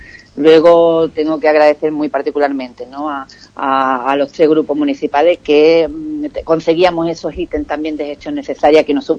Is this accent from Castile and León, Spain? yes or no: no; Ubrique, Andalusia, Spain; Así que yo le deseo a mi pueblo mucha salud y que sigamos también creciendo como personas y aportando, ¿no?, individualmente, pues, a la sociedad ubriqueña